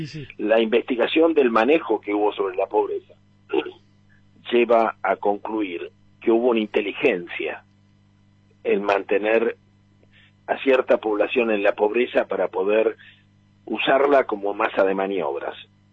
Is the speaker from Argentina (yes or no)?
yes; Argentina; Y esa es la trampa en la que estamos como pueblo argentino